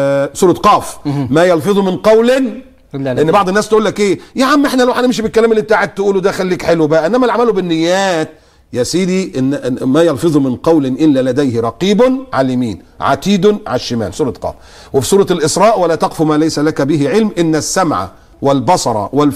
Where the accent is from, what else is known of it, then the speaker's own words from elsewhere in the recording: Egypt; هو انا عشان مصر مولود في مصر ابقى بتاع مصر بس؟